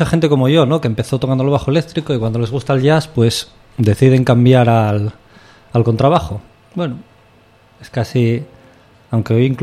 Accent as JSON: {"language": "Spanish", "town": "Gijón", "region": "Asturias", "country": "Spain", "tie": "born there", "lives_now": "Quintueles, Spain", "said": "En Gijón, exactamente. Aunque ahora vivo en Quintueles, Villa Viciosa. Ya no Gijón, pero bueno."}